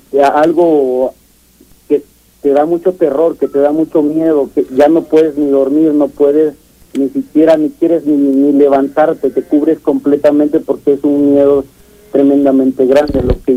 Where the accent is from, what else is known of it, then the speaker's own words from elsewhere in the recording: Catemaco, Veracruz, Mexico; Y yo soy originario de Veracruz.